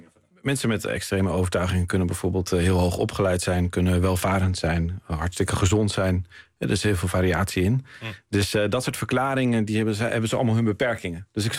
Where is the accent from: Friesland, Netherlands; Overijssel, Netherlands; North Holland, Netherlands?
North Holland, Netherlands; Haarlem; Ik kwam zelf van Haarlem